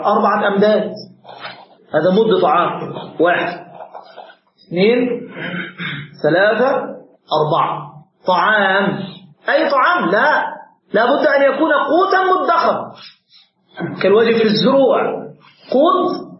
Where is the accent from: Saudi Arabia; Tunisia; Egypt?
Egypt; كان عندنا في مصر مثلا عندك أقوات مختلفة